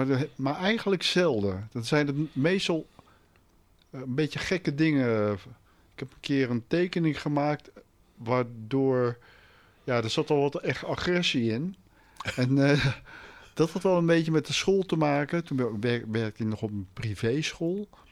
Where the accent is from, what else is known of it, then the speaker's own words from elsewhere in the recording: The Hague, South Holland, Netherlands; born there; ja, ik ben geboren in Den Haag.